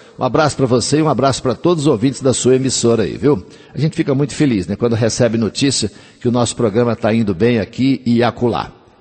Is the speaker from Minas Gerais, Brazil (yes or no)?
yes; Minas Gerais, Brazil; E o pessoal que curte a gente pela São Tomé FM, bem ali na minha terra, nas Minas Gerais.